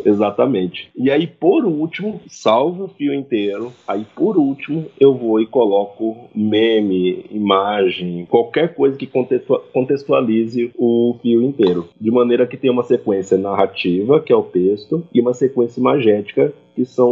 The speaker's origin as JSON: {"language": "Portuguese", "region": "Minas Gerais", "country": "Brazil", "tie": "born or raised there", "lives_now": "São Paulo, Brazil", "said": "Vim de Minas Gerais, da roça, menino criado na terra batida, no meio do pasto. Vim para São Paulo, estudei e agora não sei para onde eu vou."}